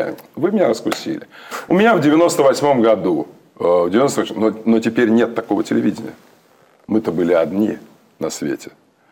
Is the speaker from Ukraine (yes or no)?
yes; Ukraine; Я украинец. Я украинец, у меня дед румын, бабка, ее мать полячка, а полька, а ее отец болгарин, Дмитро Лазанов, а мать Нина Дубницкая с Варшавы.